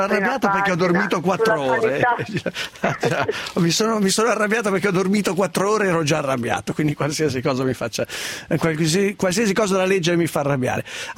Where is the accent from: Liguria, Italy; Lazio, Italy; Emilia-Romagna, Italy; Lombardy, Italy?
Lombardy, Italy; Sesto San Giovanni; Sesto San Giovanni è la mia città natale